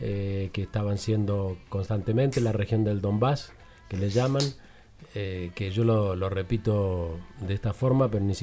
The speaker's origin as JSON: {"language": "Spanish", "country": "Argentina", "said": "ese país que nosotros decimos solidario, pacífico, que somos los argentinos"}